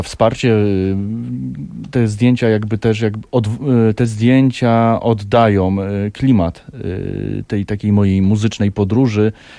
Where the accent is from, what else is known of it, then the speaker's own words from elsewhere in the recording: Szczecinek, West Pomeranian Voivodeship, Poland; Ja pochodzę ze Szczecinka, czyli urodziłem się w Szczecinku i wychowywałem w tamtych terenach.